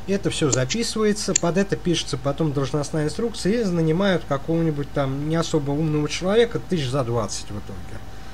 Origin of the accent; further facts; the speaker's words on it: Moscow Oblast, Russia; Ну, смотрите, как бы мы из Подмосковья, у нас ситуация, в общем-то, совершенно не лучше.